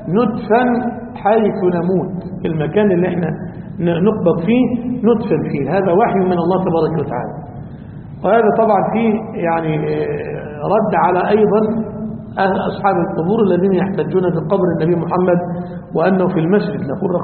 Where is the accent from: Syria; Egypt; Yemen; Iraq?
Egypt; عندنا في مصر،